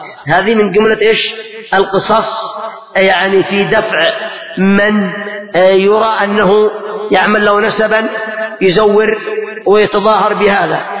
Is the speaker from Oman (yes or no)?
no; Yemen; قد ذكروا عندنا في اليمن